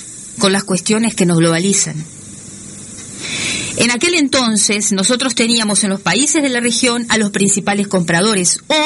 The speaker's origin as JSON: {"language": "Spanish", "country": "Uruguay", "said": "porque nosotros, como buenos uruguayos, somos ombliguistas"}